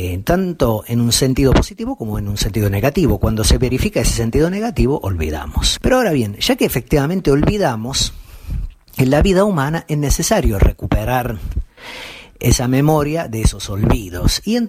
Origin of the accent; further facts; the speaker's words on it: Argentina; nos recuerda cada vez que lo cantamos que somos argentinas, somos argentinos